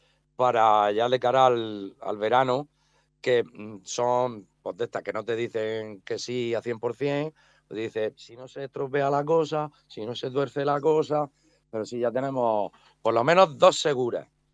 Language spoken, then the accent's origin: Spanish; Alcantarilla, Region of Murcia, Spain; Él es de aquí, de mi pueblo. Yo soy de Alcantarilla también.